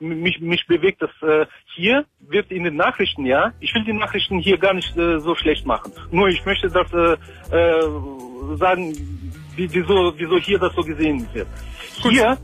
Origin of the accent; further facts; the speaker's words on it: Kyrgyzstan; German is a second language; now in Germany; Nee, ich komme aus Kirgisien.